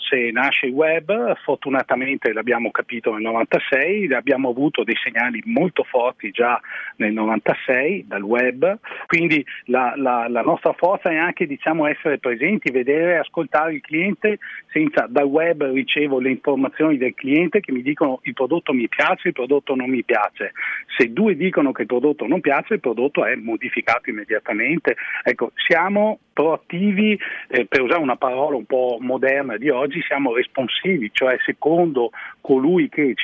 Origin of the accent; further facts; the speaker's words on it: Veneto, Italy; lei sa che nel Veneto noi faccio tutto mio, ecco, siamo un po' presenti